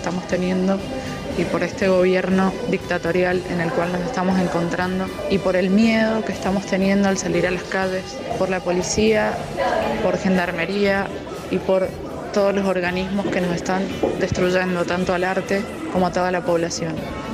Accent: Mendoza, Argentina; yo soy músico mendocino

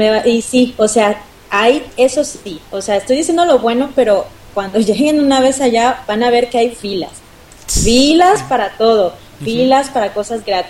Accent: Mexico City, Mexico; lo bueno que somos del DF

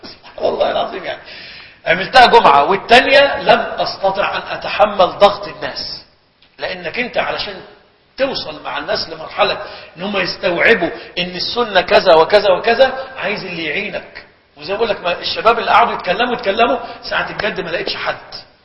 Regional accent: Egypt; كان إلى وقت قريب عندنا بمصر الناس يهجرون صلاة العيد

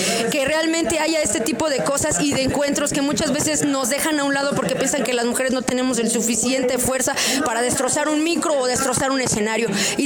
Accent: Ecatepec, State of Mexico, Mexico; De aquí estoy, bueno, en el Estado de México, en Ecatepec. Yo realmente estoy más sobre Coacalco

